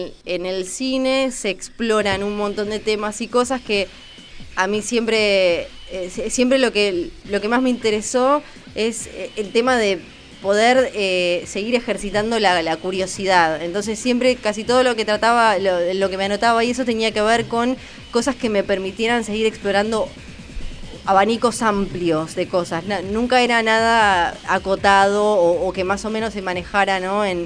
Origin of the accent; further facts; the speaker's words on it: Ushuaia, Tierra del Fuego, Argentina; Y de chica, ya en Ushuaia